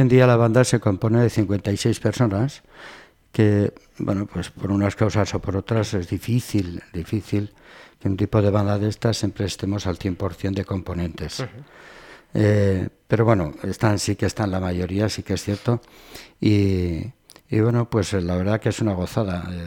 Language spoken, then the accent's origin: Spanish; Cabanillas, Navarre, Spain; yo recordaba que en mi pueblo había una banda. Pensé en aquellos momentos que mi pueblo, digo, un pueblo de la Ribera, Cabanillas